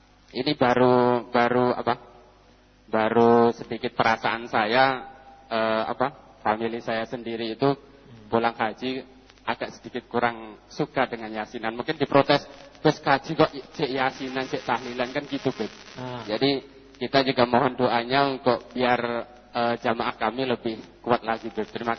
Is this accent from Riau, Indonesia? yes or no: no; Kebakkramat, Central Java, Indonesia; Saya dari Kebak Kramat.